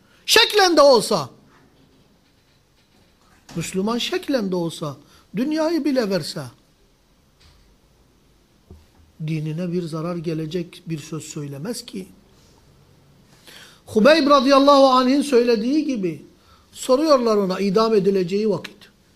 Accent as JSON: {"language": "Turkish", "region": "Mardin", "country": "Turkey", "said": "Ben Mardin'liyim. Mardin gibi bir yerde bile bizim büyüklerimiz bahsettiği kapanmıştı."}